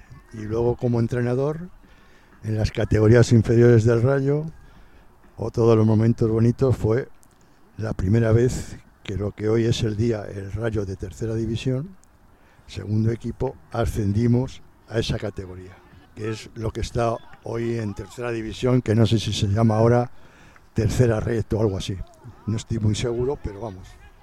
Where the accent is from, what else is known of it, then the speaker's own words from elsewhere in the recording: Madrid, Community of Madrid, Spain; Soy un chico de Vallecas y pues la ilusión de cualquier chico de Vallecas era poder jugar